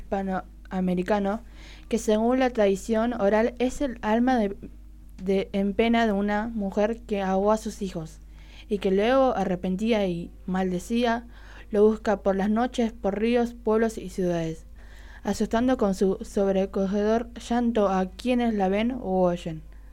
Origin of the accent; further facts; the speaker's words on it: Buenos Aires, Argentina; born there; O a veces mis tíos me decían … que nací en Buenos Aires, porque soy moroche, evidentemente.